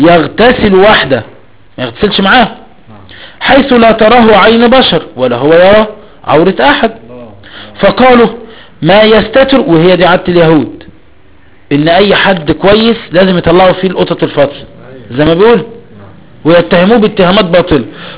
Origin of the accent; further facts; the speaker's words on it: Egypt; هو مش ما عندك عيون موسى ايه؟ عندنا في مصر ايه؟